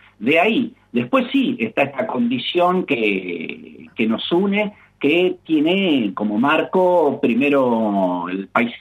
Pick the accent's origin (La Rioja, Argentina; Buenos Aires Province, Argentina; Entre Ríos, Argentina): Buenos Aires Province, Argentina; Mar del Plata; nosotros que vivimos permanentemente, la tenemos como paisaje incluido desde que nacemos, los que nos nacimos y criamos en Mar del Plata, esta rara frontera de las dos pampas, la pampa seca y verde y la pampa líquida y azul.